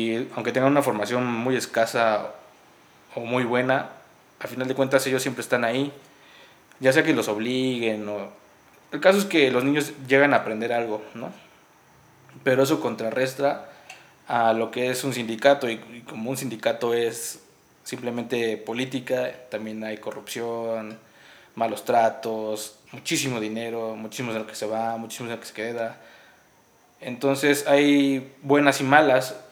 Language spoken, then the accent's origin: Spanish; Oaxaca, Mexico; especialmente yo como oaxaqueño